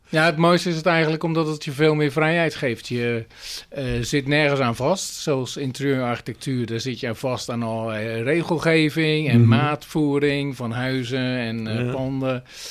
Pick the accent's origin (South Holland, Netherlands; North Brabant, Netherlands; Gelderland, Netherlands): South Holland, Netherlands; Rotterdam; Eigenlijk kom ik uit Rotterdam.